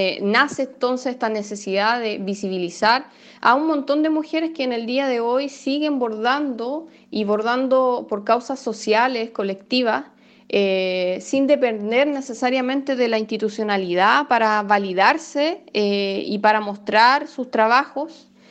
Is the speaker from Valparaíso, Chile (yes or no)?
yes; Valparaíso, Chile; now in Barcelona, Spain; soy la creadora y la gestora de la manifestación textil Mil Agujas por la Dignidad. Yo soy porteña de Valparaíso, pero por temas de estudio me encuentro viviendo en Barcelona